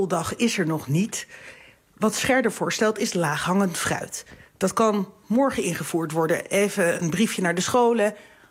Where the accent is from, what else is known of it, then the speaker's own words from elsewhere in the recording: Amsterdam, North Holland, Netherlands; Ik kom zelf uit Amsterdam. Dus het was een end.